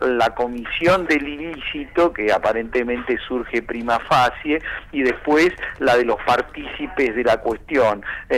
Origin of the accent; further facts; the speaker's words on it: Argentina; Y eso me parece absolutamente ponderable como argentino. No, yo no soy de Chubut, le aviso que no conozco a ninguno de los integrantes del Superior Tribunal.